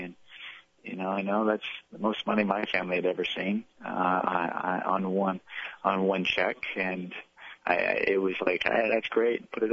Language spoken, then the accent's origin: English; Los Angeles, California, United States; But at the same time, I grew up in Los Angeles, and to me, just you know, that was the first place I went to go see a baseball game.